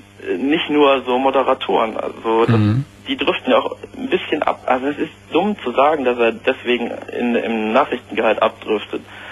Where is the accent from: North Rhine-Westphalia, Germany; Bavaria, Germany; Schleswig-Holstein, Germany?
North Rhine-Westphalia, Germany; Solingen; ich komme jetzt aus Solingen